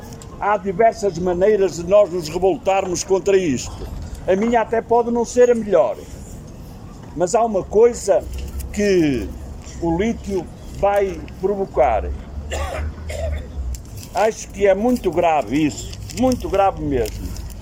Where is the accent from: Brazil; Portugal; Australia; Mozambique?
Portugal; Penafiel, Norte; as pessoas achem que eu que sou do Penafiel